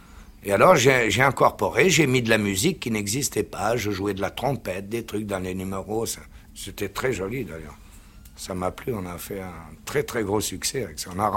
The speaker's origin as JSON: {"language": "French", "country": "Algeria", "tie": "born or raised there", "also_born_or_lived": "La Goulette, Tunisia", "said": "Moi, je suis né en Afrique du Nord parce que, justement, mon père venait juste de passer en Afrique du Nord. Et d'Italie, il est venu en Tunisie. Je suis né à la Goulette, mais j'ai été élevé en Algérie, surtout."}